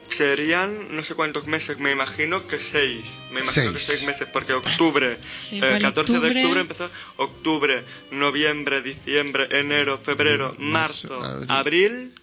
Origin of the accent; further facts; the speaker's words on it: Catalonia, Spain; Y dicho, perdona, que soy catalán.